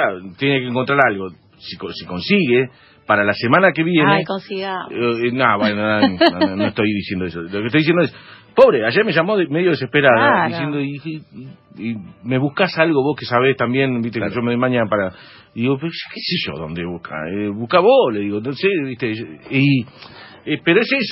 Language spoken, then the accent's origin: Spanish; Argentina; No, no es que los argentinos somos extraterrestres, que hacemos todo mal. No. Venimos de algún lado.